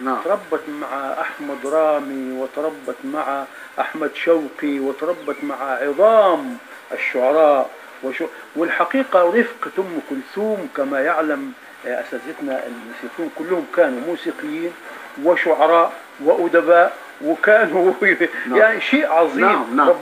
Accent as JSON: {"language": "Arabic", "region": "Upper Egypt", "country": "Egypt", "said": "زي ما عندنا في الصعيد بيقولوا هو العمر لا يطول ولكنه يجعل فيه"}